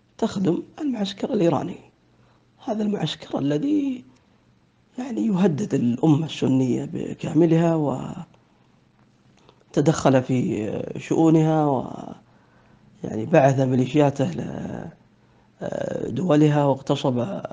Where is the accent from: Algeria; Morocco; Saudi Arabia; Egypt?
Saudi Arabia; إذن موقفي أنا كسعودي من تركيا هو نفس موقفي من إيران